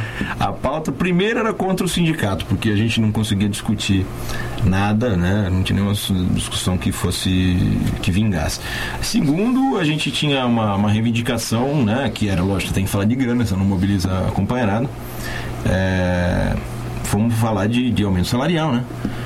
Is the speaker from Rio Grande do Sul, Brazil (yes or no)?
no; Santo André, São Paulo, Brazil; moved away as an adult; also born or lived in Catanduva / Itápolis / Rio Preto; now in São Carlos, Brazil; Então, 17. Efetivamente eu saí de Santo André com 19.